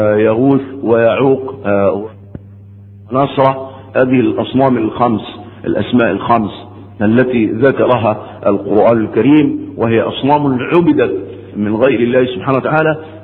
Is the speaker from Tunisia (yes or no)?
no; Egypt; كانت شغلانة دي موجودة ومنتشرة عندنا في مصر